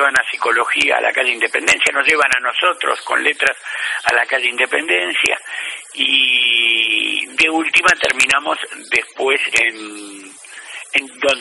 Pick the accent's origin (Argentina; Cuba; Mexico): Argentina; Buenos Aires; Nací aquí en Capital Federal, sí, sí. Originalmente en el barrio de Flores, viviendo mucho tiempo en el barrio de Flores, muchos años, y hace más de 20 años aquí en Floresta.